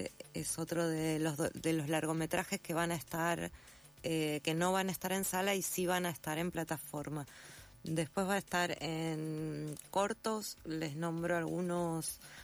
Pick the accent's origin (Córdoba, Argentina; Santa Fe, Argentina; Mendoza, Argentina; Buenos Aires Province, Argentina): Santa Fe, Argentina; soy santafesina, paso gran parte del año en Santa Fe